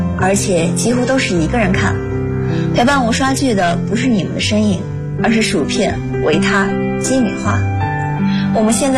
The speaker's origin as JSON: {"language": "Chinese", "region": "Jiangsu", "country": "China", "said": "大家好，我是来自江苏的"}